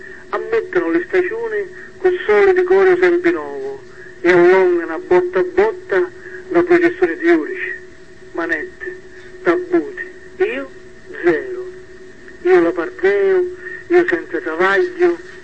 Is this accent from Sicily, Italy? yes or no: yes; Sicily, Italy; mi ritengo di essere un siciliano, di essere testimone del mio tempo, di dare al mio dialetto una valenza nuova